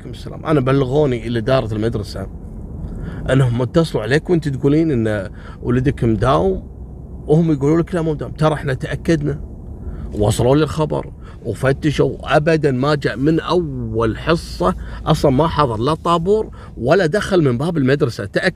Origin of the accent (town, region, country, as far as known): Kuwait